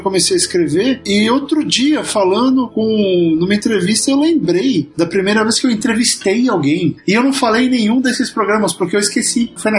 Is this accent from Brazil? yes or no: yes; São Paulo, Brazil; now in Los Angeles, United States; Nasci na grande Moca, descendente de italianos e espanhóis. Então eu morei um tempão lá, ainda tenho família lá.